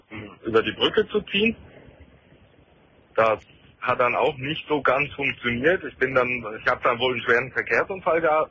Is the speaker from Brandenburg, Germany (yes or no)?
no; Nuremberg, Bavaria, Germany; ich war zweimal in Nürnberg in der Therapie, weil ich komme aus Nürnberg.